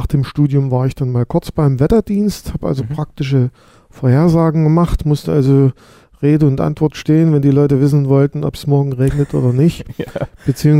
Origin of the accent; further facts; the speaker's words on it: Saxony, Germany; born there; Ich bin gebürtiger Sachse. Ich habe allerdings einige Zeit auch zum Teil im Ausland beziehungsweise in Mainz gearbeitet.